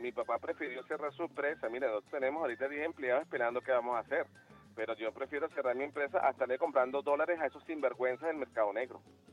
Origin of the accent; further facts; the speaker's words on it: Venezuela; lo digo como venezolano, chavista, revolucionario